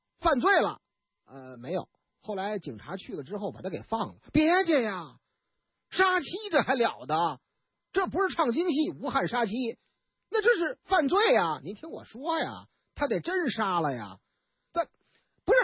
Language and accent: Chinese; Northeast China, China; 但是呢，有一点，我们东北人老家话哪句呀